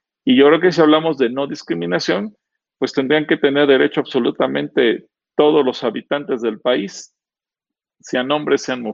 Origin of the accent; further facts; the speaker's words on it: Mexico; soy ciudadano mexicano y me quitan mis derechos